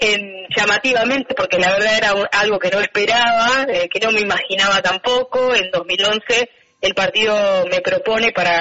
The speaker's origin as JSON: {"language": "Spanish", "town": "San Nicolás", "region": "Buenos Aires Province", "country": "Argentina", "said": "Yo vengo de San Nicolás, en realidad."}